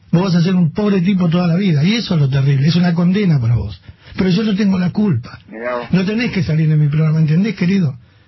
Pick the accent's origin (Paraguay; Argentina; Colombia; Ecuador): Argentina; San Isidro, Buenos Aires Province; born there; Yo nací en San Isidro y vivo muy bien